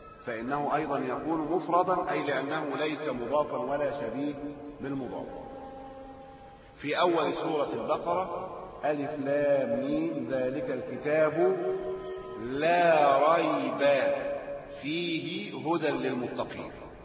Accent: Egypt; محتوى ثقافي فارغ حتى من الثوابت الموجودة لنا كمصريين.

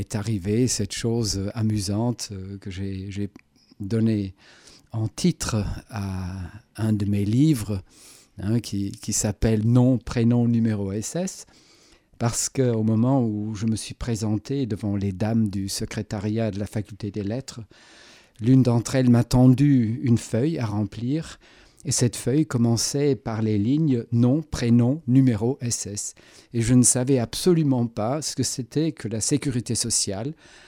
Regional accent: Germany; French is a second language; tout ce qui m'était arrivé avec des Français ou en France en tant qu'Allemand

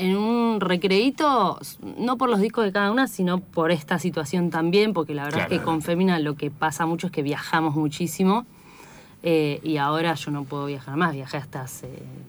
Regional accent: San Martín de los Andes, Neuquén, Argentina; yo soy de la Patagonia, de San uh-huh. Martín de los Andes. Grabamos ahí en mis tierras

